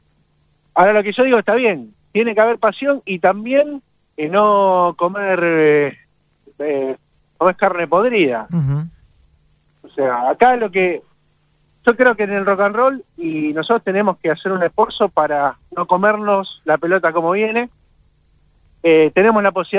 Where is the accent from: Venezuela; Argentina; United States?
Argentina; Bernal, Buenos Aires Province; soy de una calle que estaba cortada y no podían pasar los autos. Entonces toda mi infancia en el Triángulo de Bernal lo hicimos ahí